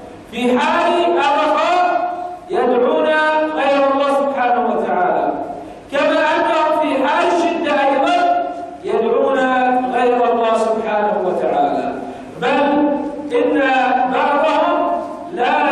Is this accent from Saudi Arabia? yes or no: no; Bahrain; الرافضة عندنا في البحرين كثر